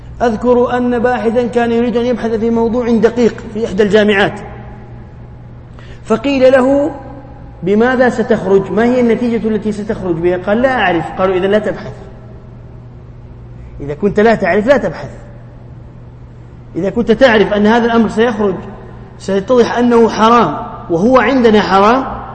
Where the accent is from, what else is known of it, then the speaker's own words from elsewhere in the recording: Jeddah, Makkah Province, Saudi Arabia; عندنا في جدة يعني دمهم خفيف ومستعجلين